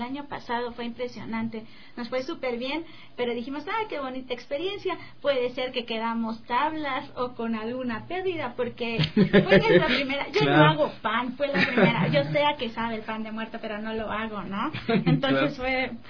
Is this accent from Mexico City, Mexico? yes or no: yes; Mexico City, Mexico; also born or lived in Chiapas; Yo soy mexicana. ¿Sí?